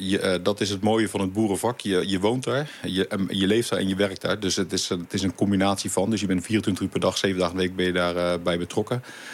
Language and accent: Dutch; Voorschoten, South Holland, Netherlands; born there; now in Leusden, Netherlands; we zitten inderdaad nu in Leusden. Maar ik kom van oorsprong uit Voorschoten vandaan, Zuid-Holland. Daar ben ik geboren op een boerderij.